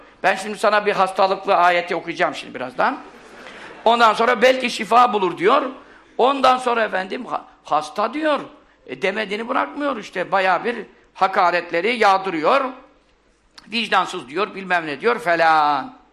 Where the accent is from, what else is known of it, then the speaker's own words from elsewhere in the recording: Görele, Giresun, Turkey; Bizim hep etrafımız hep asker. Bizim Göreleliyiz biz.